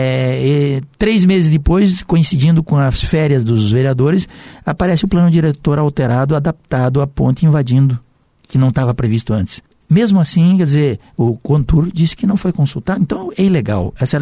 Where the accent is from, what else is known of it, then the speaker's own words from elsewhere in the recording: Rio Grande do Sul, Brazil; born there; eu saí do Rio Grande, nasci do Rio Grande e vim morar na terra das águas grandes, que é o Iguaçu e o Paraná.